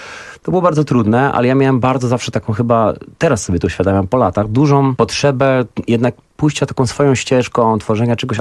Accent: Zielona Góra, Lubusz Voivodeship, Poland; bo pochodzę z małej miejscowości z Zielonej Góry

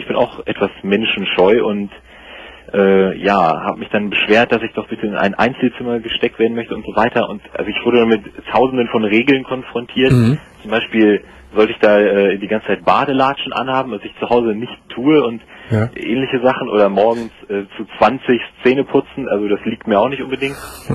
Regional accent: Hanover, Lower Saxony, Germany; also ich komme aus Hannover

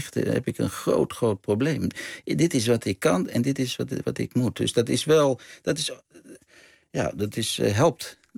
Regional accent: Amsterdam, North Holland, Netherlands; born there; also born or lived in Groningen; Ik ben in Amsterdam geboren. En op een gegeven moment zijn ze naar Groningen gegaan.

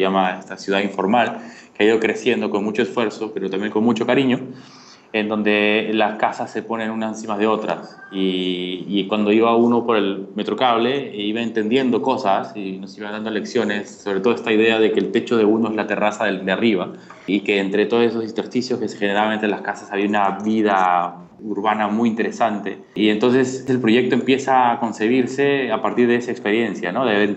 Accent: Peru; soy arquitecto de Perú.

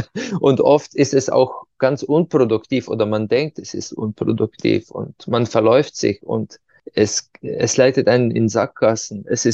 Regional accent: Ptuj, Slovenia; die bei uns in der Stadt, wo ich herkomme, Ptuja, ja, bei Fastnacht, den Winter vertreibt.

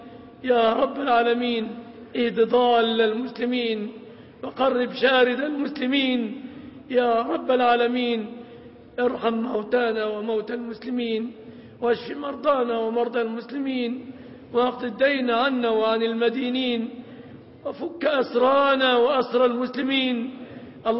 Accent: Egypt; اللهم احفظ بلادنا مصر آمنة مطمئنة

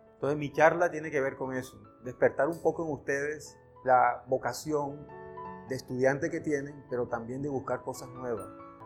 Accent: Santa Marta, Magdalena, Colombia; yo soy de Santa Marta, de un barrio hermoso que se llama Pescadito. Ahí nací. Aprendí dos cosas de mi ciudad. A vivir el mar intensamente porque Pescadito está muy cerca al mar.

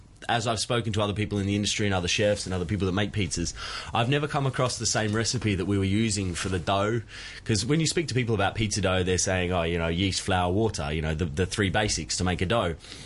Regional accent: Victoria, Australia; No, I'm actually from country Victoria. I grew up just near Melbourne, like close to Melbourne, an hour from Melbourne.

